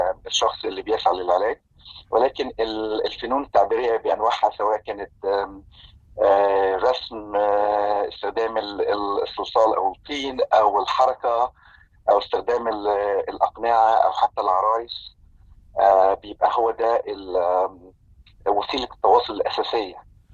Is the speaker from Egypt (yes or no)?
yes; Egypt; now in Vancouver, Canada; أنا مصري المولد، عشت معظم حياتي في مصر،